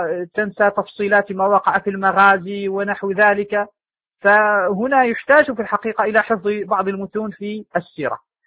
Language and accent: Arabic; Morocco; وعندنا في المغرب أيضا كتب مؤلفة في تاريخ تواريخ بعض المدن المخصوصة